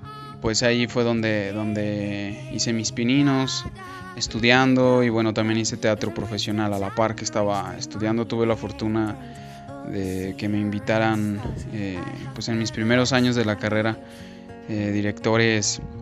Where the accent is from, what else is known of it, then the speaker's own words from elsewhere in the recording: Aguascalientes, Mexico; Yo soy originario de Aguascalientes. Ahí viví toda la mayor parte de mi vida. Y pues bueno, también ahí es en donde me formé como actor, como profesional.